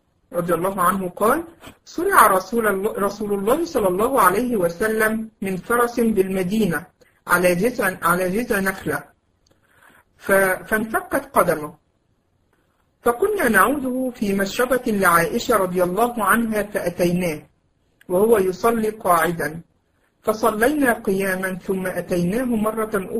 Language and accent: Arabic; Egypt; ويمكن في زمان عندنا في مصر في الأماكن اللي هي قريبة كانوا يسموها مشربية